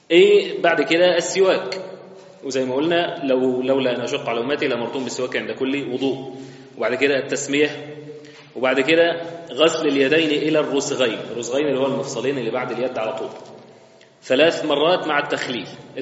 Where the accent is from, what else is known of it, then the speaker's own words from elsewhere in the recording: Egypt; احنا بنقول غلط كمصريين